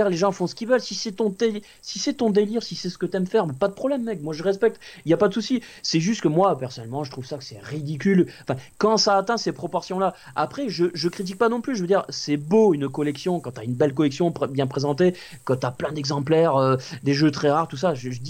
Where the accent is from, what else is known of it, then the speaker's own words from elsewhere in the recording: Toulouse, Occitanie, France; Je salue les Toulousains, parce que je suis Toulousain d'origine.